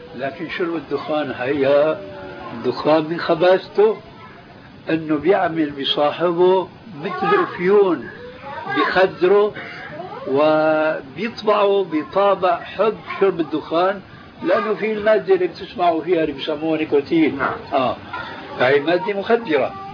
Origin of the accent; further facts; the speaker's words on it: Syria; لأنه في واحد عالم يقال عندنا في الشام أنه عالم